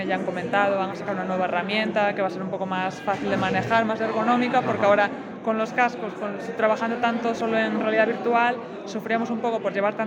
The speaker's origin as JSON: {"language": "Spanish", "region": "Castilla-La Mancha", "country": "Spain", "said": "De la parte de Albacete que está más para arriba."}